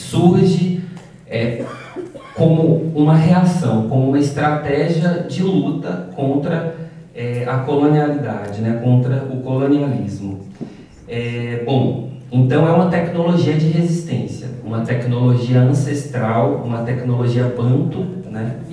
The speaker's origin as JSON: {"language": "Portuguese", "country": "Brazil", "said": "Venho do Brasil, de comunidades chamadas comunidades quilombolas, né, ou comunidades afro-rurais"}